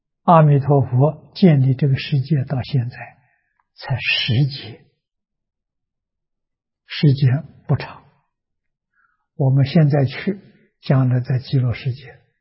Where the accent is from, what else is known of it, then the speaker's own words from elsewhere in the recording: China; 我们中国人称玉皇大帝